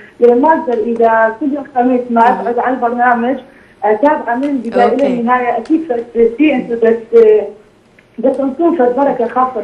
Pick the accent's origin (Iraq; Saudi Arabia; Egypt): Iraq; من العراق.